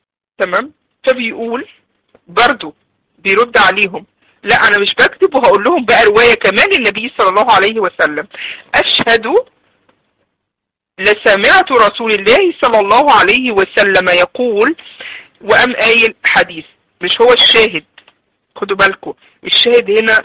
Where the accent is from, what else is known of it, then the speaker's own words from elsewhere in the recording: Egypt; اللي هو عندنا في مصر علينا القورة، بيضرب على القورة بتاعته